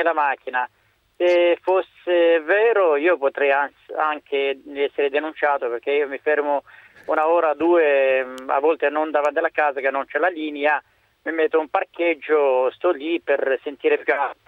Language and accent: Italian; Romania; Italian is a second language; now in Arezzo, Italy; No, io sono rumeno, un straniero.